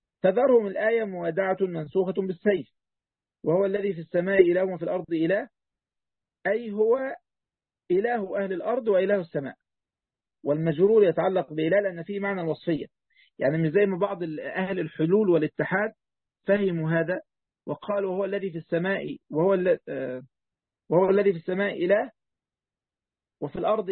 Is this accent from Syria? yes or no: no; Egypt